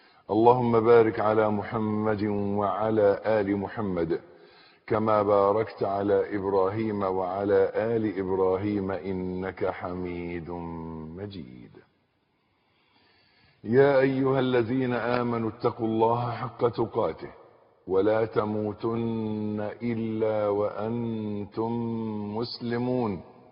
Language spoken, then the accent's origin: Arabic; Egypt; accent: Egyptian; ودائما عندنا في لهجتنا المصرية معروف أن كلمة مولد أن يختلط الحابل بالنابل